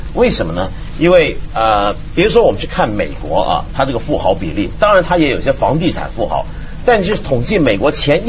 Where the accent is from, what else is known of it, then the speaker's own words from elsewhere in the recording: Hong Kong; 因为我作为一个香港人，我就很有这个体会。